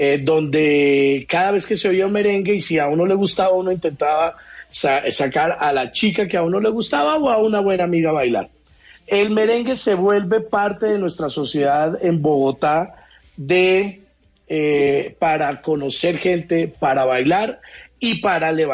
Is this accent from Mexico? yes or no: yes; Mexico; now in Barranquilla, Colombia; Me enseñaron mis primas a bailar porque yo llegaba de México y pues era un mexicano que no bailaba nada de eso.